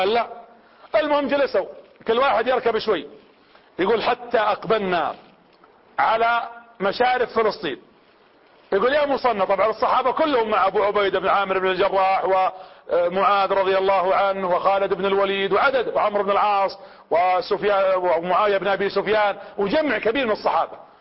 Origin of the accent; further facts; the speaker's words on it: Riyadh, Riyadh Province, Saudi Arabia; وانا من هنا من المملكة العربية السعودية ومن عاصمتها الرياض ومن العمارية ومن قرية زيد رصيدك